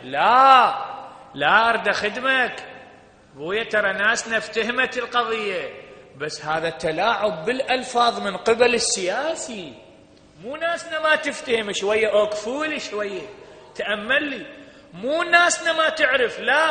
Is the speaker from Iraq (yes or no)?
yes; Iraq; انت تدري بعض العشائر عندنا بالعراق